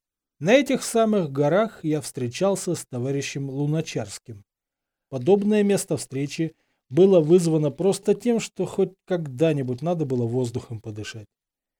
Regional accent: Saint Petersburg, Russia; Я, как коренной петербуржец, всегда недолюбливал Москву.

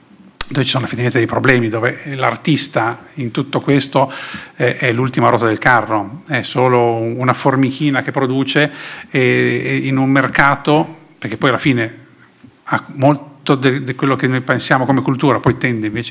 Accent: Sanremo, Liguria, Italy; born there; Io sono nato a Sanremo

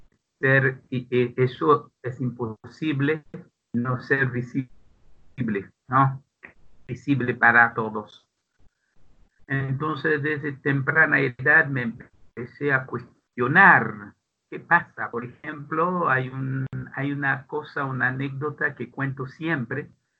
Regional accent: Pétionville, Ouest, Haiti; also born or lived in Port-au-Prince; Yo nací en Puerto Príncipe, la capital. Después fuimos a vivir a Pétionville, que es un barrio acomodado, es decir, de clase media más bien alta.

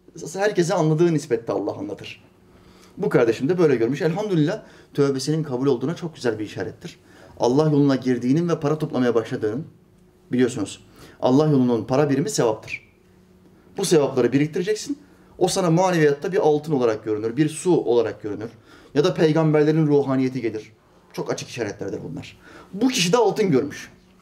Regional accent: Norway; ben Norveç'te doğdum, büyüdüm. Ama bizim memleket Makedonya Resne.

